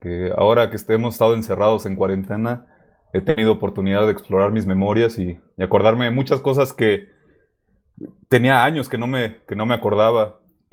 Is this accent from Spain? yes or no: no; Ensenada, Baja California, Mexico; moved away as an adult; now in Mexico City, Mexico; Crecí hasta los 18 años en Baja California y de ahí me vine acá a la Ciudad de México.